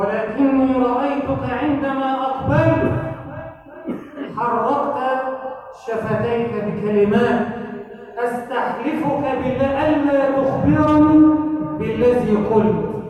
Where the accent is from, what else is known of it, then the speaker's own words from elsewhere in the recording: Egypt; اجعل بلدنا مصر أمنا أمانا، سخاء رخاء، وسائر بلاد المسلمين